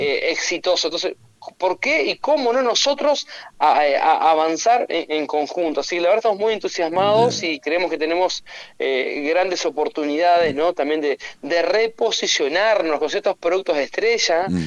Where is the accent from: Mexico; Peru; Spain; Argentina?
Argentina; Concordia, Entre Ríos; Yo soy de Concordia